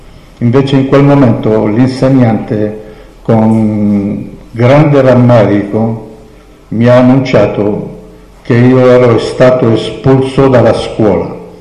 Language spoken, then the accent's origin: Italian; Rhodes, South Aegean, Greece; now in Italy; sono nato a Rodi, nell'isola delle Rose. Facevo parte di una comunità ebraica composta da 5.000-6.000 persone.